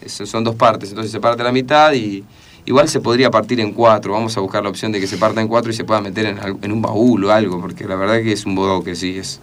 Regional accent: 9 de Julio, Buenos Aires Province, Argentina; Yo soy de 9 de Julio, provincia de Buenos Aires, 55.000 habitantes, no llena la cancha de River.

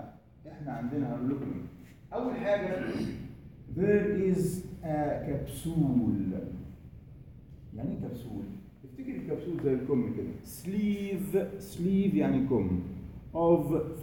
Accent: Egypt; لا احنا عندنا في مصر عاده كوبايتنا ازاز

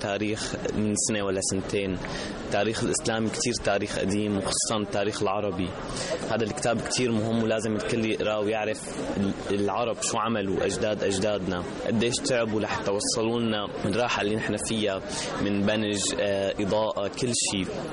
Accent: Syria; من سوريا.

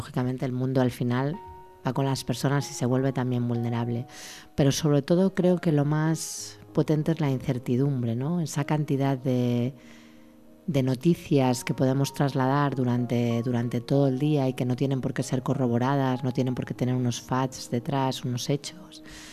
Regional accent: Salamanca, Castile and León, Spain; moved away; Bueno, yo quería salir de Salamanca, ¿eh?

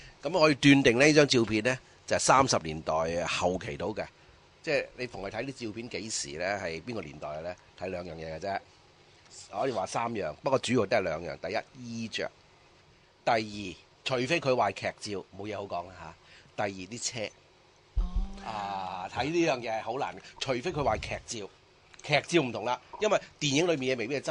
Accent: Macau; 其實第一咧，喺童年喺澳門住嘅時候咧，就唔識英文嘅，更加唔識葡文啦

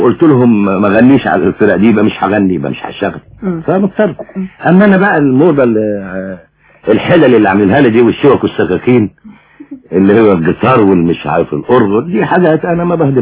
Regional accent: Egypt; انا من مصر. يعني انا يعني من مصر

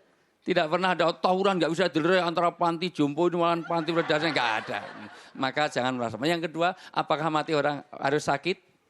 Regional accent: Java, Indonesia; orang mati, terutama di Jawa, saya asli orang Jawa

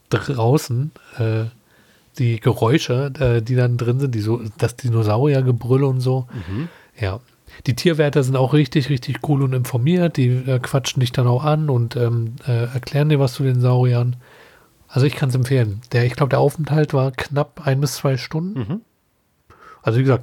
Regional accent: Berlin, Germany; Ich bin in Schöneweide groß geworden.

